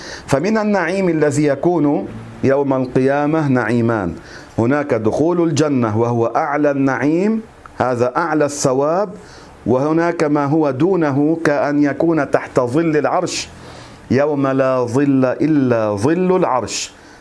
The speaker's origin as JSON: {"language": "Arabic", "country": "Lebanon", "said": "عندنا في لبنان البعض يقول هذه العبارة،"}